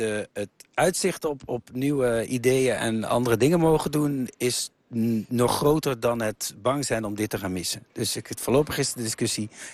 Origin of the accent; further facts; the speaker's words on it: Lieshout, North Brabant, Netherlands; Ja, ik ben geboren in Lieshout. Dat ligt tussen Eindhoven en Helmond. Dus ik woonde hier 11 kilometer vandaan.